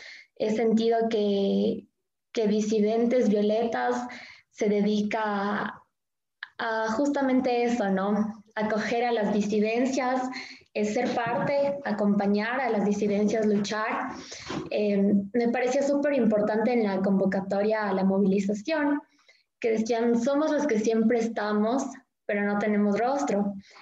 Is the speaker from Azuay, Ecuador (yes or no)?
yes; Cuenca, Azuay, Ecuador; yo vengo de Cuenca